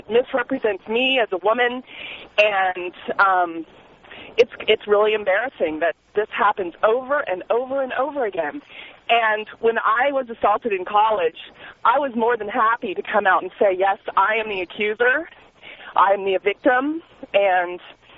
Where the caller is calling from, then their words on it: Phoenix, Arizona, United States; Hey, I'm calling from Phoenix, and I really appreciate you releasing this woman's name.